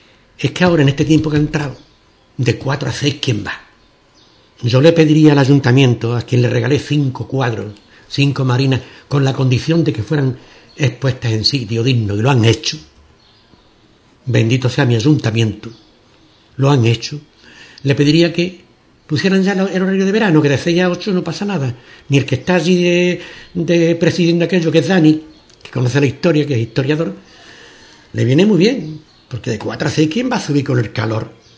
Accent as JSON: {"language": "Spanish", "town": "Ubrique", "region": "Andalusia", "country": "Spain", "said": "Yo soy ubriqueño porque mi madre era una ubriqueña. Mi origen de sevillano viene de una duquesa de Borno, hace 300 años"}